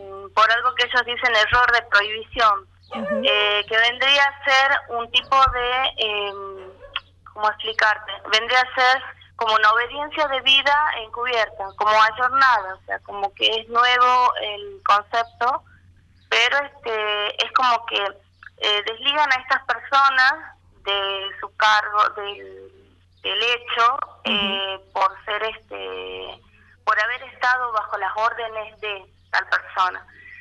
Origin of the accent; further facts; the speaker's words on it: Tucumán, Argentina; soy de Tucumán.